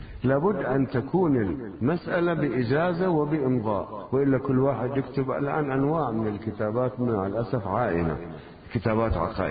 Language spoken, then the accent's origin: Arabic; South Governorate, Lebanon; أنا قريتنا من الشريط الحدودي